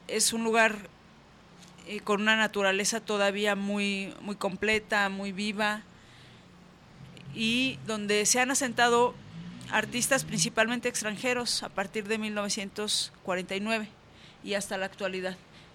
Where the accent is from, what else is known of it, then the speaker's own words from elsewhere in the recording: Michoacán, Mexico; Yo vengo de Michoacán